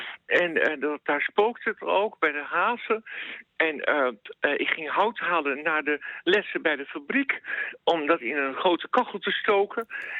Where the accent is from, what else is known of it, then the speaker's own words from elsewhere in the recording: Soest, Utrecht, Netherlands; Nou, ik kwam uit Soest. Maar ik woonde toen in Culemborg.